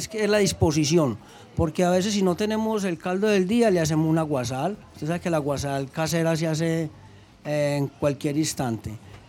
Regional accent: Andes, Antioquia, Colombia; yo soy del suroeste, del pueblo de Andes

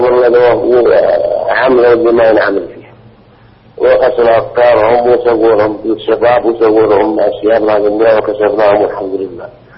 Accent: Saudi Arabia; عندنا في السعودية وغيرهم، حنا بالنسبة لنا كشعب سعودي

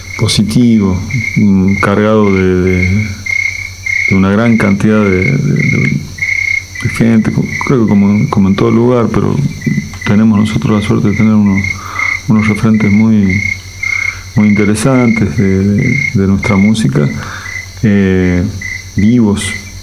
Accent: La Rioja, Argentina; moved away; en el año 98, yo me fui de La Rioja pensando en que estaba como encerrado, me sentía, ¿no? Muy chiquito, además tengo un amor muy grande yo por Córdoba, mis abuelos vivían ahí, conozco desde la infancia

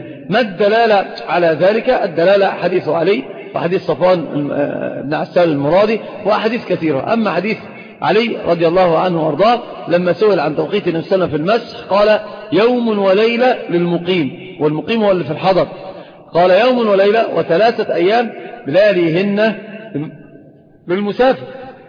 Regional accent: Saudi Arabia; والخف ظاهر عندنا في السعودية

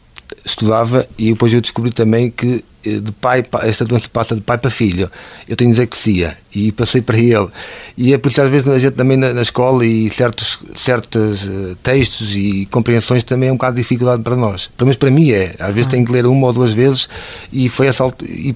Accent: Oliveira, Portugal; De Oliveira. Nasci em Oliveira, fiz a minha 4ª classe, o ciclo em Oliveira.

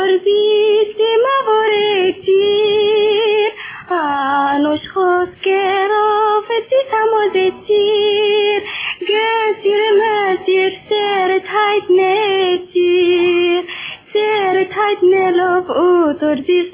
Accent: Egypt; born there; طبعا، ما دام مولوده في مصر وماما وبابا كلهم مولودين في مصر يبقى مصر

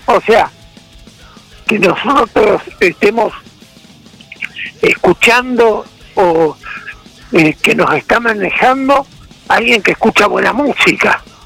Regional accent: Argentina; Porque todos somos argentinos, aunque pensemos distinto

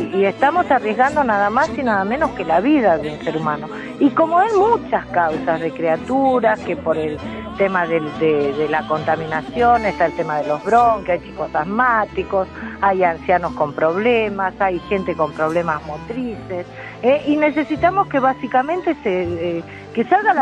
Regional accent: Villa Inflamable, Buenos Aires, Argentina; Yo soy de Aragón, soy de acá de Villa Inflamable.

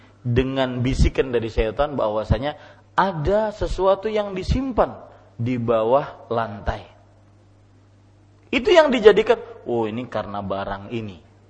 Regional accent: South Kalimantan, Indonesia; Saya pernah kejadian di kampung saya, di Ratu Jaleha.

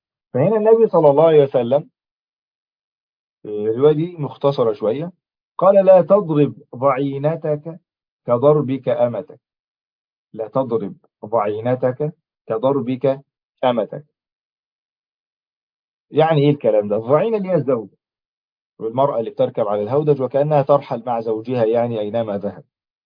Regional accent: Egypt; عشان زي أول مثل عندنا في مصر مشهور

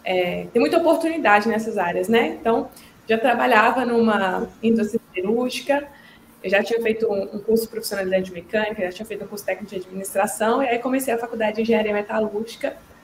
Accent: Coronel Fabriciano, Minas Gerais, Brazil; eu sou mineira, nasci e cresci em Coronel Fabriciano, que é uma cidadezinha no interior de Minas Gerais. Eu morei lá um bom tempo da minha vida.

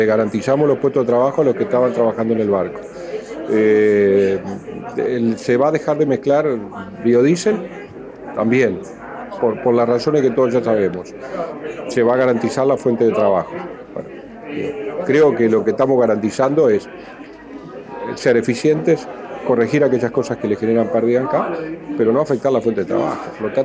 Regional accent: Paysandú, Uruguay; Y lo digo yo que soy de Paysandú.

